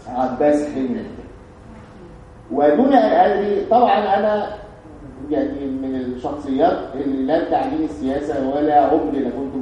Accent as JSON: {"language": "Arabic", "country": "Egypt", "said": "وانا يعني عندنا في مصر الحمد لله بعتقد يعني انه في حرية"}